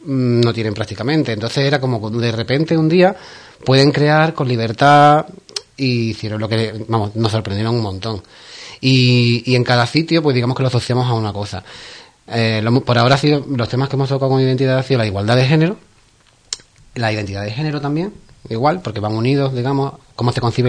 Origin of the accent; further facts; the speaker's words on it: Ubrique, Andalusia, Spain; Porque mi pueblo.